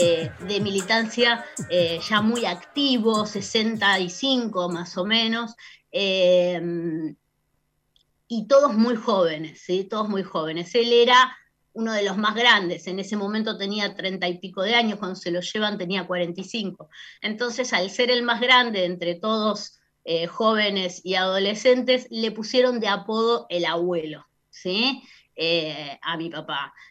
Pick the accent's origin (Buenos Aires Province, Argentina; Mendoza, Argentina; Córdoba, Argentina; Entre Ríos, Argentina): Buenos Aires Province, Argentina; La Matanza; born there; Nací en el partido de La Matanza, provincia de Buenos Aires, hace 50 años, ¿sí?